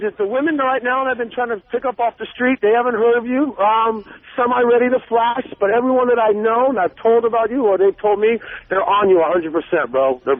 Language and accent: English; San Francisco, California, United States; born and raised in San Francisco.